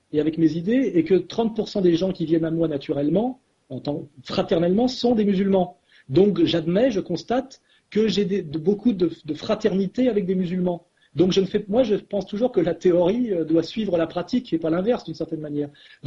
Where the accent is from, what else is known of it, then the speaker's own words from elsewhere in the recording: France; je suis un Français helléno-chrétien qui refuse la diabolisation des musulmans.